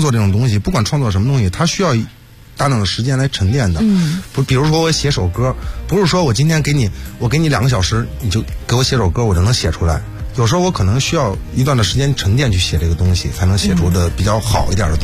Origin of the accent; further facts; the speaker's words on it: Beijing, China; 因为我可能我就是北京人